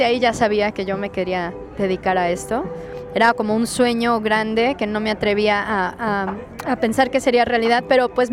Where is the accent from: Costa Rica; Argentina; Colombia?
Costa Rica; born or raised there; also born or lived in Mexico City